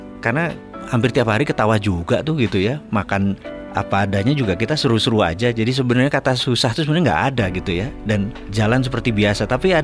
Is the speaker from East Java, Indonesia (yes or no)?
yes; Malang, East Java, Indonesia; also born or lived in Madiun; saya lahir di Mospati, di Madiun, asli Malang.